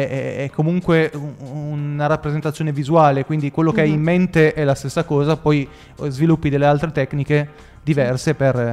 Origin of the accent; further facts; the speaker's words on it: Piedmont, Italy; perché noi veniamo dalle profondità del Piemonte, a 80 km